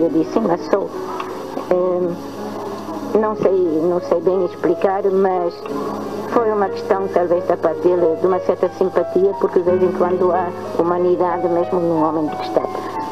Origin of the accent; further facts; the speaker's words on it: Germany; moved away as an adult; now in Portugal; Eu nasci na Alemanha, numa aldeiazinha com 200 habitantes. Convivi muito com animais, natureza, etc.